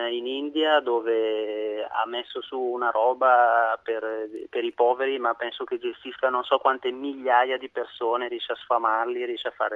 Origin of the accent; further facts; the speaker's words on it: Mapello, Lombardy, Italy; Provincia di Bergamo, Mapello.